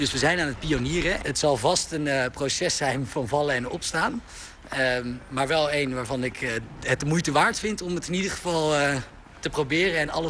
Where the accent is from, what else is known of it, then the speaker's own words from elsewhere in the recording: Aerdenhout, North Holland, Netherlands; Ik ben opgegroeid in Aardehout. Dat is natuurlijk, als je kijkt naar de gemiddelde inkomensklasse van Nederland, ligt dat bovenin.